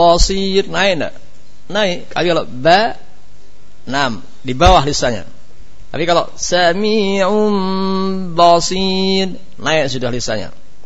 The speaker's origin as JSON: {"language": "Indonesian", "region": "Java", "country": "Indonesia", "said": "sebagaimana kita orang Jawa enggak paham bahasa Sunda."}